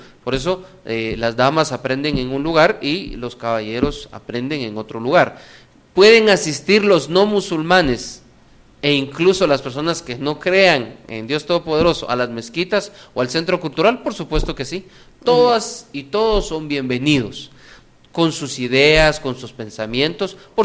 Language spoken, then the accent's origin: Spanish; Guatemala; Y nosotros como guatemaltecos damos ese mensaje a todas las personas que vienen de afuera.